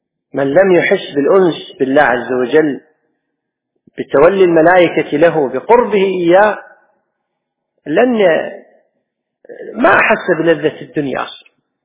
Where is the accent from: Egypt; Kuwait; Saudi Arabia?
Kuwait; اللي حنا نسميها بالعامية عندنا بالكويت